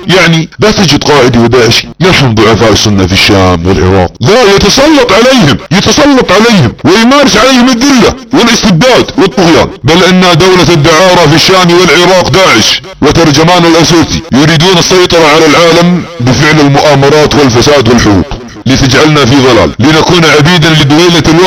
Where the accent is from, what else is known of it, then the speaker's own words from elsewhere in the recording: Saudi Arabia; يا ابناء وطننا في السعودية ان بلادنا تتعرض لحرب فكرية